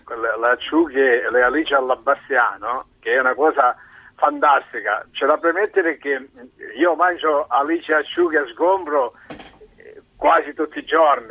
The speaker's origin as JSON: {"language": "Italian", "region": "Sicily", "country": "Italy", "said": "io sono siciliano di origine"}